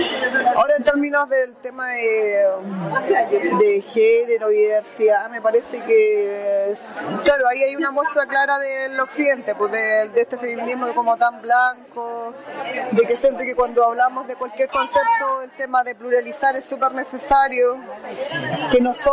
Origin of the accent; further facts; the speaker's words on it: Temuco, Araucanía, Chile; de Temuco, pero también mi procedencia es de una comunidad que queda al interior de la comuna de Freire, de cercano a Temuco. Vivo en los dos lugares.